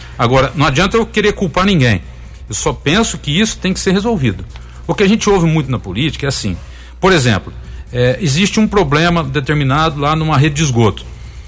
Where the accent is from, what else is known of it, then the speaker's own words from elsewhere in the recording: Tapiratiba, São Paulo, Brazil; Já que eu vivo, nasci e cresci em Tapiratiba